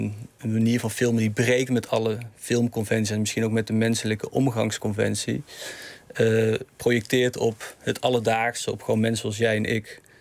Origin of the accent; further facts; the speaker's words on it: Eindhoven, North Brabant, Netherlands; Toen heb ik in Eindhoven, waar ik in de buurt waar ik ben opgegroeid, een soort voorstudie gedaan.